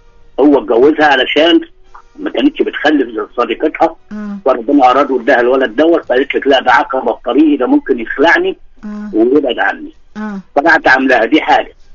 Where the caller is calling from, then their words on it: Alexandria, Alexandria Governorate, Egypt; اسكندريه يا ست الكل